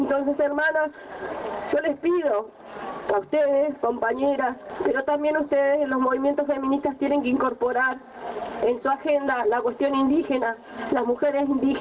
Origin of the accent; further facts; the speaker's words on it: Neuquén, Argentina; Nuestro pueblo hoy está pasando un momento muy difícil. Yo vengo de la provincia del Neuquén